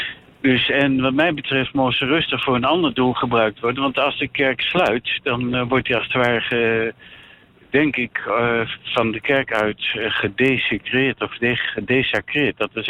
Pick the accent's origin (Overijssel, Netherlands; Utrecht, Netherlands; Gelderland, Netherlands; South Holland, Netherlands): Overijssel, Netherlands; Hengelo; Maar ik kom uit Hengelo oorspronkelijk.